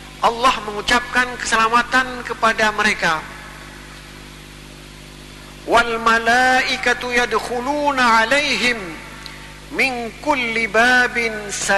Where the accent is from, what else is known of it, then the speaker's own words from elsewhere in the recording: Aceh, Indonesia; Tapi kalau kita orang Aceh kadang-kadang bukan itu tahapan yang diucapkan.